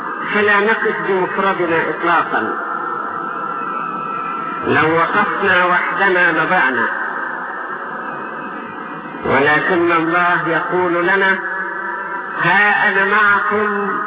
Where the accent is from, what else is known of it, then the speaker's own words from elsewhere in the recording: Egypt; يكفي ان بلادنا مصر اعطاها الله من القدرات العجيبة